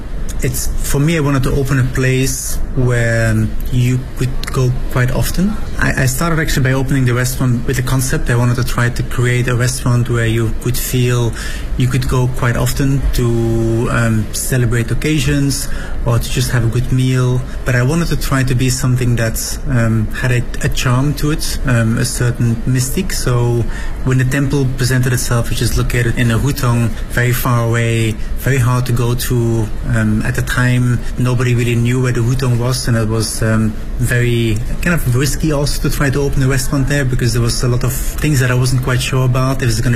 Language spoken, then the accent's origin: English; Belgium; now in Beijing, China; I am from Belgium. I've been in Beijing for about 10 years now.